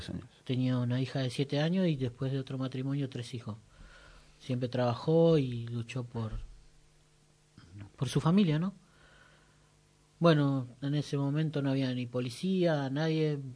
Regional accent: Cuartel Quinto, Buenos Aires Province, Argentina; Me crié prácticamente en Cuartel Quinto, más allá de que yo ahora vivo en Ayelén, pero mis hermanos y mis familiares están todos ahí.

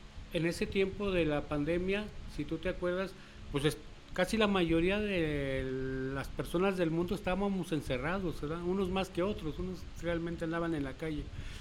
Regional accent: Jalisco, Mexico; born there; now in Piedras Negras, Mexico; Bueno, yo nací aquí en Jalisco, pero ahorita radico en Piedras Negras, Coahuila, allí cerquitas de Eagle Pass, Texas.

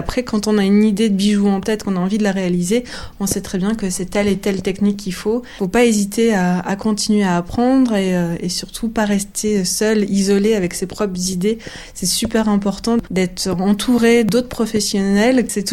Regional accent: the north of France, France; moved away as an adult; also born or lived in Paris / Italy; now in Vosges, France; Je ne suis pas des Vosges. À l'origine, je viens du nord de la France. Mm-hmm. Ensuite, je suis passée par Paris. Je suis aussi un peu passée par l'Italie pour mes études.

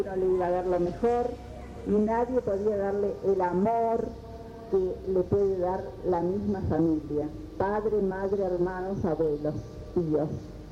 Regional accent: Argentina; Al menos así es en mi país, en Argentina.

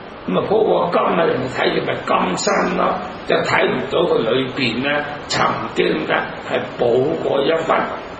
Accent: Zhongshan, Guangdong, China; 我係中山人，

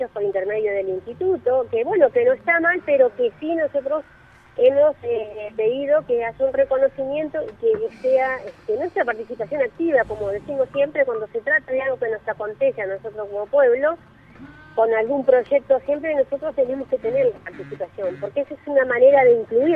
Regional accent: Río Negro, Argentina; yo, que me crié así en un pueblito de Conan y yo, porque yo soy de Río Negro, nací allá

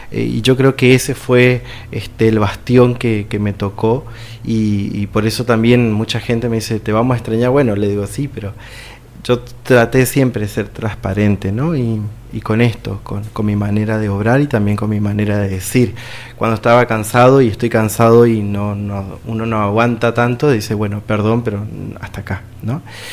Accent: Corrientes, Argentina; now in Gregorio de Laferrere, Argentina; el año que viene ya estoy volviendo hacia La Ferrere, aunque yo soy oriundo de Corrientes

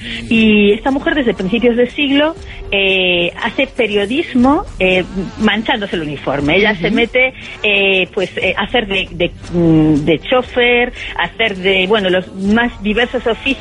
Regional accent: Galicia, Spain; yo soy gallega, ella vino a Galicia

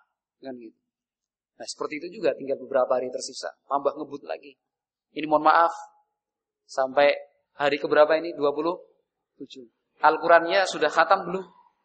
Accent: Central Java, Indonesia; accent: Ngapak; Saya enggak bisa ngulangi karena saya kurang halus. Karena saya agak ngapak-ngapak

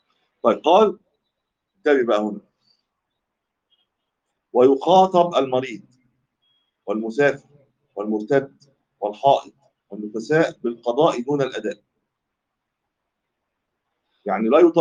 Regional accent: Egypt; دي كلمه بتاع دي ما تلاقيش عندنا في مصر

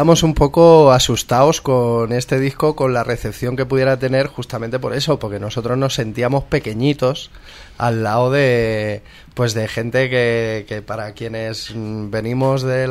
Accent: Móstoles, Community of Madrid, Spain; En mi pueblo, por ejemplo, en Móstoles, que el 15M sigue vivo y sigue funcionando

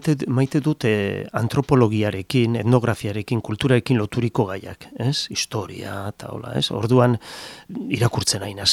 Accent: Lezo, Basque Country, Spain; nire herrian Lezon eta hola

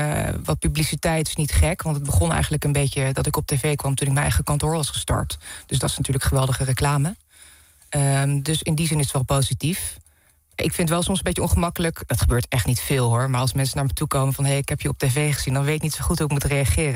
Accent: Deventer, Overijssel, Netherlands; moved away as an adult; ik ben opgegroeid in Deventer en daar tot mijn 19e gewoond.

